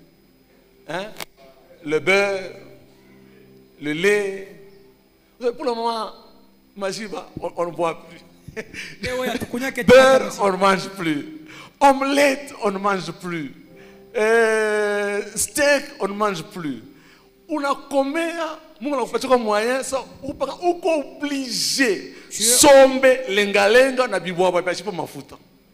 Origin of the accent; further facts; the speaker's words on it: Kolwezi, Lualaba, DR Congo; born there; now in Likasi, DR Congo; Kolwezi. Je suis né à Kolwezi.